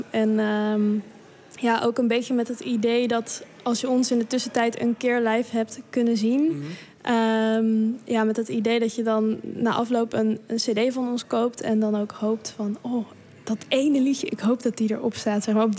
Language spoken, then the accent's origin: Dutch; Krommenie, North Holland, Netherlands; Want ik kom zelf uit Krommenie.